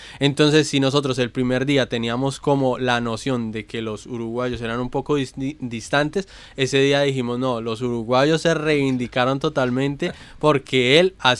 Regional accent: Colombia; y eso es algo que también nos hemos dado cuenta como colombianos.

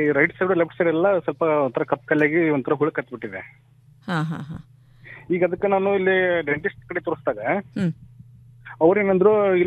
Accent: Hulikatti, Karnataka, India; ಬೆಳಗಾವಿ ಜಿಲ್ಲೆ ಚನ್ನಮಕಿತ್ರ ಹುಲಿಕಟ್ಟಿ ಗ್ರಾಮ ಇದೆ ಮೇಡಮ್.

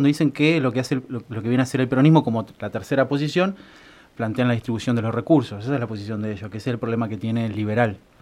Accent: Santa Rosa, La Pampa, Argentina; Yo soy de acá, de Santa Rosa, sí.

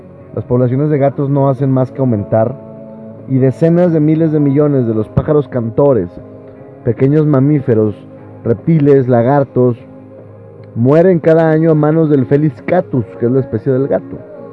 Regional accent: Nuevo León, Mexico; porque somos mexicanos, porque somos neoleoneses, y porque tenemos familia en Estados Unidos

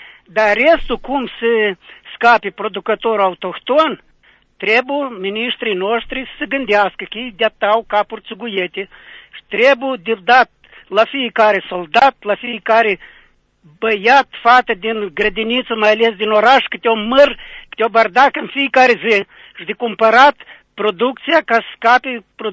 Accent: Lăpușna, Hîncești District, Moldova; din Lăpușna, sunt foarte bucuros că-s primul azi.

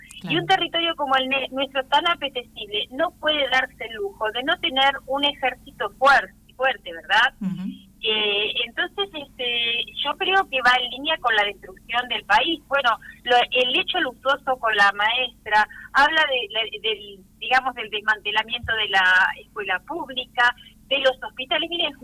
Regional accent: El Palomar, Buenos Aires Province, Argentina; para asimilarla como argentina, como palomarense, porque nosotros, por ejemplo, escuchamos la madrugada del 2 de abril un movimiento muy grande en 1982

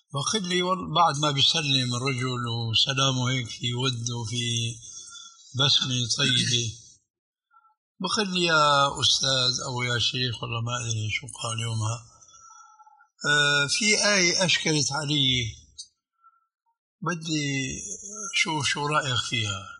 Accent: Damascus, Damascus Governorate, Syria; وكيلة عندنا في دمشق

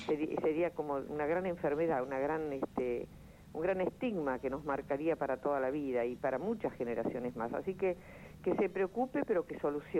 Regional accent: Argentina; es lo menos que merecemos como argentinos

